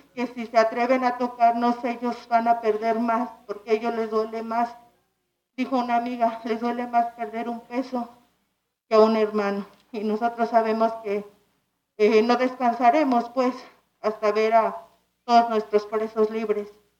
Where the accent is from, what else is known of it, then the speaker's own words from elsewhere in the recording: Santiago Mexquititlán, Querétaro, Mexico; Yo vengo de Santiago Mezquitlán, Amealco, Querétaro.